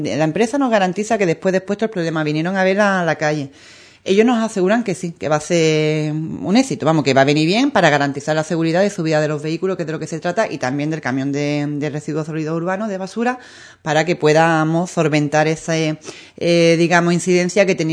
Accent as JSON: {"language": "Spanish", "town": "Ubrique", "region": "Andalusia", "country": "Spain", "said": "le cuento mi historia, no, la de mi pueblo. Y los problemas de Ubrique"}